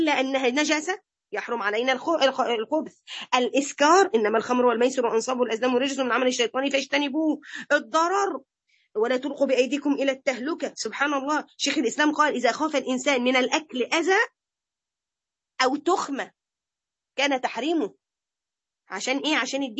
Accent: Egypt; ده احنا عندنا في مصر مزارع خنازير

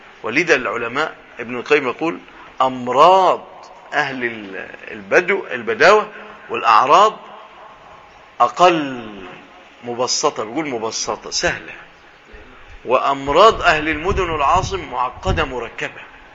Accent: Egypt; في بلادنا مصر هذا موجود

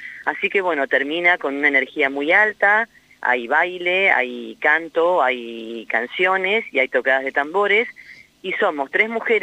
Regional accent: Pehuenco, Buenos Aires, Argentina; Somos tres mujeres de Pehuenco, una de Dorrego y otra de Río Negro, de Choile.

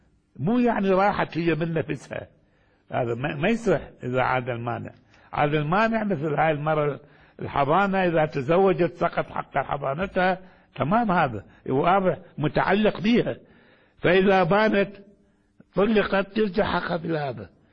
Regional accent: Baghdad, Baghdad Governorate, Iraq; ولذلك كانت عندنا في بغداد مثلا

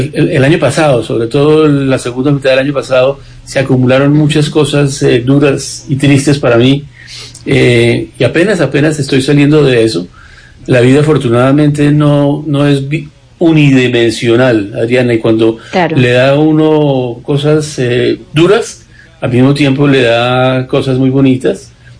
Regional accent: Colombia; fue la primera vez que salí de Colombia después de una primera, cuando estaba recién graduado

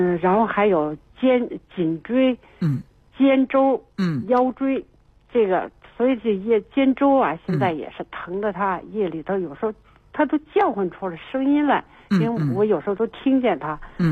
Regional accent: Beijing, China; 我们是北京人

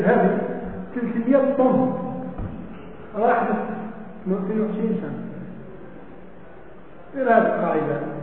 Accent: Algeria; هذا عندنا في الجزائر زاوية كبيرة

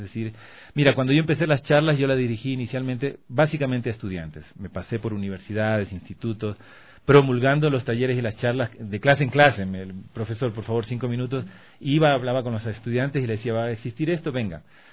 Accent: Manabí, Ecuador; yo soy de Manabí, por cuestiones del terremoto.

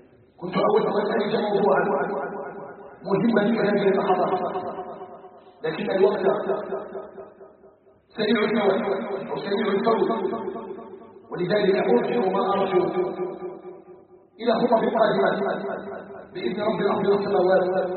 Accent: Algeria; اللهم اجعل بلدنا الجزائر بلدنا امنا مطمئنا

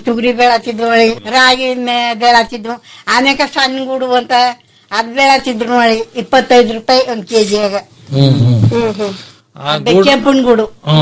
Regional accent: Chinnamalli, Karnataka, India; ನಮ್ಮೂರೇ ಚಿನ್ನಮಳ್ಳಿ.

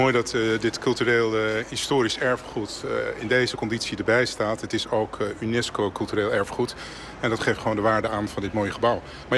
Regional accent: Amsterdam, North Holland, Netherlands; born there; Ik ben geboren in Amsterdam, dat klopt. Maar mijn beide ouders zijn afkomstig Suriname.

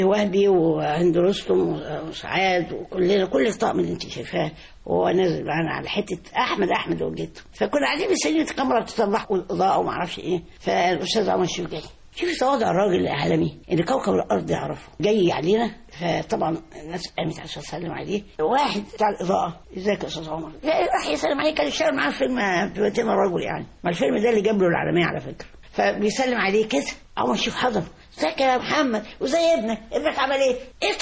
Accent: Egypt; فبقول له انا رحت المجر سنه 62 واقول للناس انا مصري

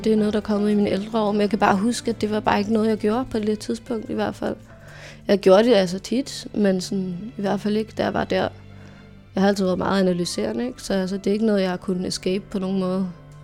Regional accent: Farum, Capital Region of Denmark, Denmark; Jeg er vokset op i en i Farum. Jeg har aldrig flyttet indtil snart.

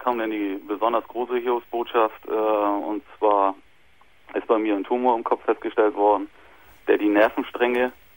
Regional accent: Germany; Nee, ich bin Deutscher.

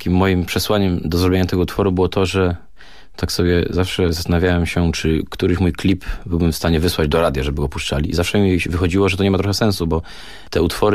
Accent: Gliwice, Silesian Voivodeship, Poland; Co jest oczywiście błędem w moim przypadku, bo ja z Gliwic jestem, więc kawałek do Warszawy mam.

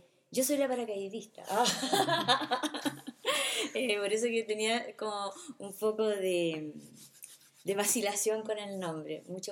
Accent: Talcahuano, Biobío, Chile; allá en el sur, yo soy de Talcahuano

